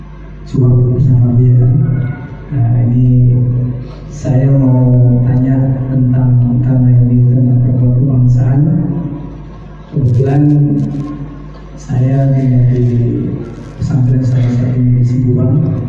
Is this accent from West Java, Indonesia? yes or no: yes; Indramayu, West Java, Indonesia; Saya aslinya Indramayu.